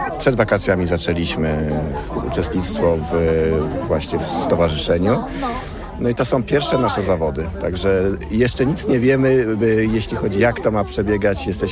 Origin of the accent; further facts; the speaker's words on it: Gassy, Masovian Voivodeship, Poland; Ja jestem z Gasów nad Wisły, także przyjechaliśmy.